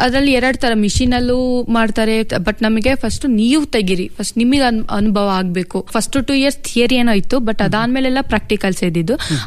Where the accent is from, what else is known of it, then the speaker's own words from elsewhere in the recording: Chikkabennur, Karnataka, India; ನಾನು ಮೂಲತಃ ಚಿಕ್ಕಬೆನ್ನೂರು ಗ್ರಾಮದ ಚಿತ್ರದುರ್ಗ ಜಿಲ್ಲೆಯವಳು.